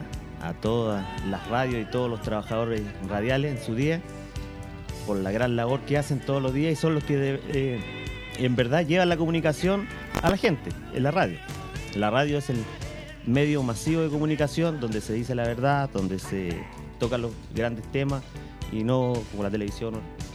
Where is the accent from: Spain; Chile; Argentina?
Chile; Puente Alto, Santiago Metropolitan Region; born there; Con mucho orgullo estoy acá en Maipú, porque yo nací en Maipú. O sea, en Puente Alto. Aquí en Puente Alto, en el tranque.